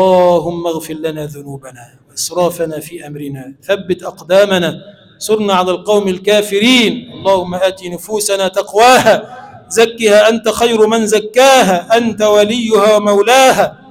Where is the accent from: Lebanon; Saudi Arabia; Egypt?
Egypt; اللهم اجعل بلدنا مصر بلدا آمنا مطمئنا سخاء رخاء، وسائر بلاد المسلمين.